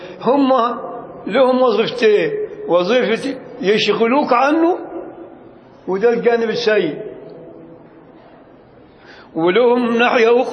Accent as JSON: {"language": "Arabic", "region": "Upper Egypt", "country": "Egypt", "said": "لكن عندنا في الصعيد الأدنى يقول لك اللهم صل على النبي"}